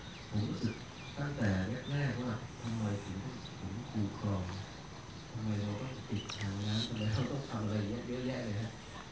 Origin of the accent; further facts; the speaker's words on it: Nakhon Si Thammarat, Thailand; now in Chiang Muan, Thailand; ผมเป็นคนใต้นะขับรถใต้ทะเบียนเชียงใหม่นะชื่อในทะเบียนบ้านอยู่นครศรีธรรมราชนะแต่ว่าเรารู้สึกว่าแผ่นดินนี้มันตรงไหนก็ได้เราจะไปอยู่ก็บ้านผมอยู่ที่อำเภอเชียงม่วนนะ